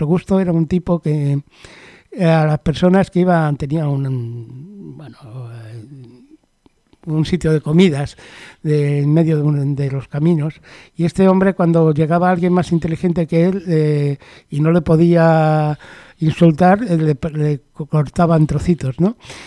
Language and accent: Spanish; Spain; born there; Yo nací en España, pues me quedo español